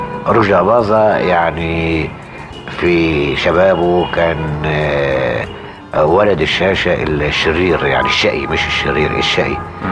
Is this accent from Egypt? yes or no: yes; Egypt; انما لقيت ان انا كمصري ما اقدرش اعمله.